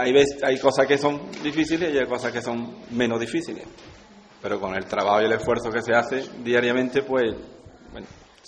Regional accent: Ubrique, Andalusia, Spain; Aunque mis padres no eran de aquí, de Ubrique, pero yo soy, he nacido y me he criado aquí en Ubrique.

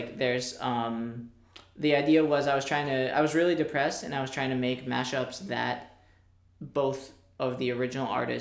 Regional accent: Bethlehem, Pennsylvania, United States; Well, I'm not from Jersey. I'm from Bethlehem, Pennsylvania

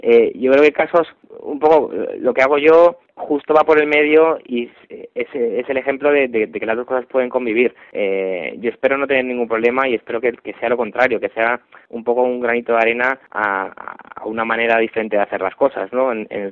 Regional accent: Madrid, Community of Madrid, Spain; yo tengo otro grupo aparte de … que somos de Madrid

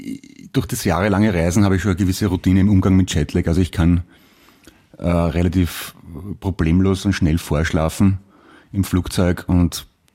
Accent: United States; Ich bin Amerikanerin und habe einen europäischen Nachnamen.

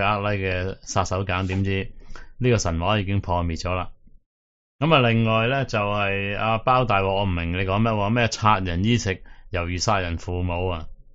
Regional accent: Hong Kong; 唔使同我哋香港人争嘅女嘅

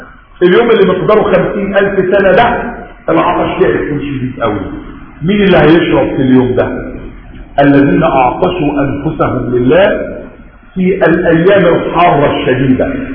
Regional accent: Egypt; حتى احنا مصريين بنقول رمضان كريم

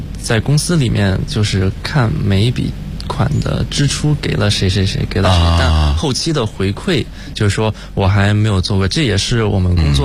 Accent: Huzhou, Zhejiang, China; 我是来自浙江湖州的

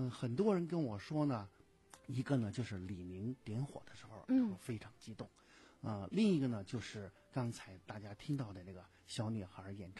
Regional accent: China; 我觉得奥运会呢，给我们中国人带来的这种记忆是永远磨灭不了的

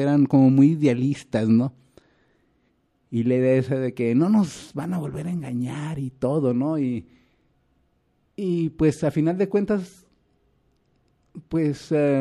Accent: Mexico; yo soy mexicano y pues mis compatriotas son mexicanos.

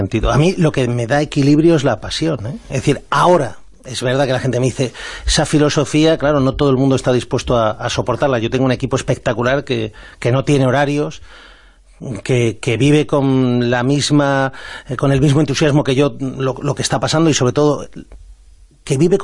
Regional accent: Spain; yo me considero un patriota, me considero español

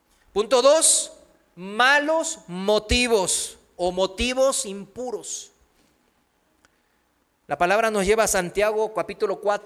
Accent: South Korea; Spanish is a second language; now in Mexico; Aquí en México es fácil, ¿no?, relacionarlo rápido con la iglesia tradicional. Pues en mi país también, en Corea, pues están budas por todos lados.

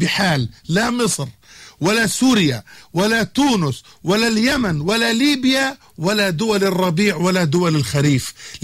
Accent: Jordan; بمعنى يعني في بلدنا الأردن نحن لا نريد أن نبعد إلى مصر

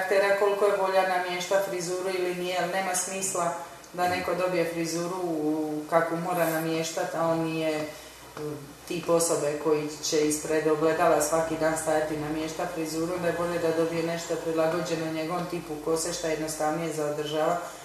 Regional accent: Split, Split-Dalmatia County, Croatia; Ja sam iz Splita, tako da sam radila u Splitu dugo godina.

